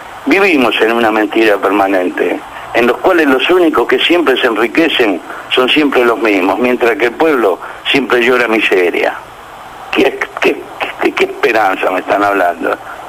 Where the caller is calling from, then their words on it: Buenos Aires, Argentina; de la Boca.